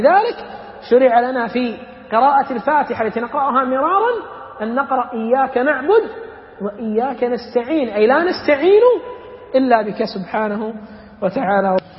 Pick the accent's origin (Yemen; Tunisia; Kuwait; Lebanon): Kuwait; إحنا عندنا بالكويت اليوم لما جاء الغزو